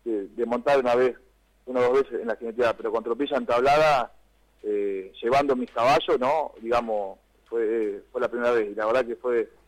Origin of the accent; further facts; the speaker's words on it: Cañuelas, Buenos Aires Province, Argentina; A mí tocó representar, bueno, a mi pueblo Cañuela